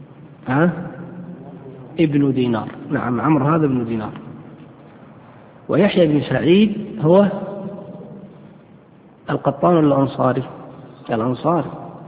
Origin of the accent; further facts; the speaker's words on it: Yemen; فقالوا قيدوه في صنعاء عندنا في اليمن